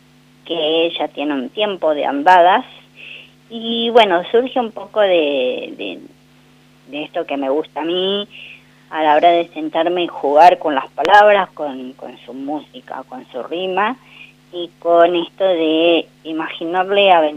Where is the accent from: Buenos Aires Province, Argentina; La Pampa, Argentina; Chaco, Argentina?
La Pampa, Argentina; Intendente Alvear; yo soy de Intendente Alvear